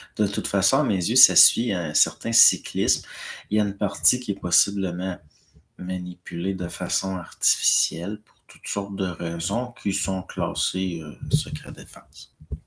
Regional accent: Normandy, France; En France, je suis de Normandie et il n'a pas encore gelé.

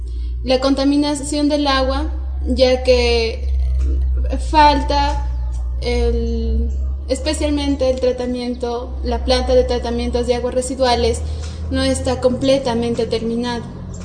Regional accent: Celendín, Cajamarca, Peru; Vengo de la ciudad de Selendín.

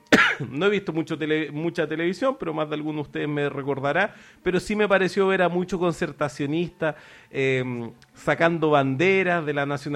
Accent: Santiago, Santiago Metropolitan Region, Chile; Santiago siempre es horrible, en todo caso, si no es el calor es el frío. De todas maneras pasé rabia como santiaguino buscando unas pilas

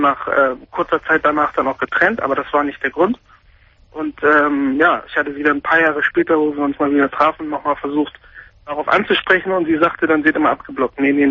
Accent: Germany; Ist ja auch meine Heimat. Ich bin ja hier groß geworden.

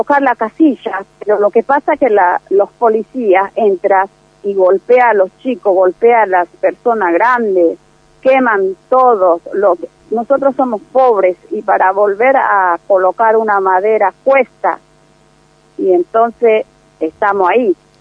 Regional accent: Paraguay; now in Argentina; Nosotros somos madre paraguaya, pero tenemos hijos argentinos, tenemos 4 o 5 cada una, hijos argentinos

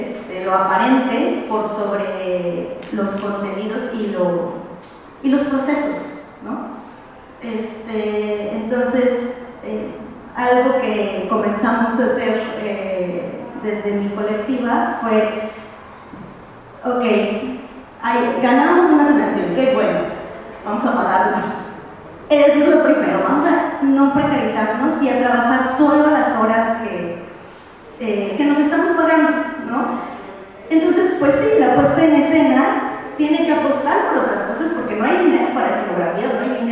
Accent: Guanajuato, Mexico; vengo de Guanajuato

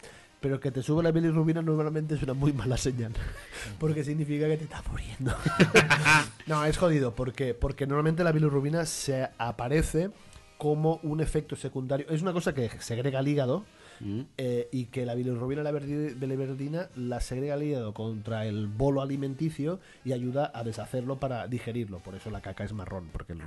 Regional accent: Catalonia, Spain; Yo soy catalán

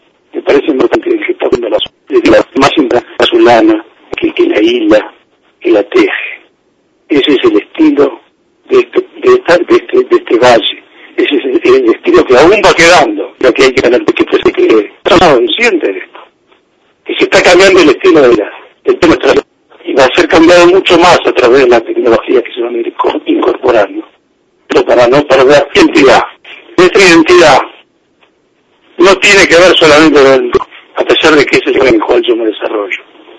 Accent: Entre Ríos, Argentina; No soy de acá, soy de Paraje Entre Ríos, y la verdad que el tema me convoca a pesar de estar

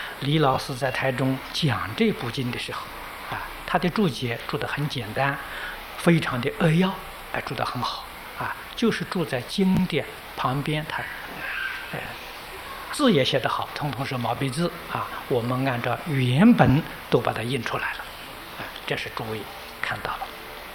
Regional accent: China; 比我们中国人著述的要多得多了啊

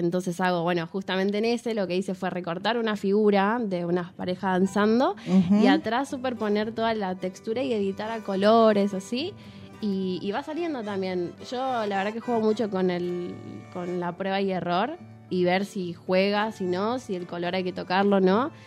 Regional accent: Buenos Aires, Argentina; yo vengo primero de allá de Buenos Aires. Vivo en Flores y yo fui a una escuela secundaria que allá se llama, bueno, es el FADER

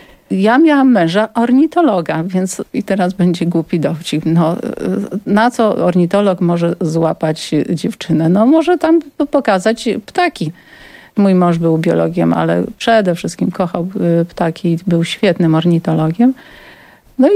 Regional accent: Nowa Ruda, Lower Silesian Voivodeship, Poland; Ja pochodzę z Dolnego Śląska. Moja mama przywędrowała na Dolny Śląsk z Wołynia.

